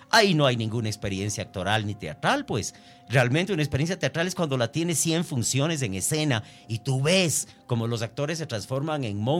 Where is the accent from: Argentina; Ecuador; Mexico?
Ecuador; como ecuatoriano me duele en el alma que no se valore lo nacional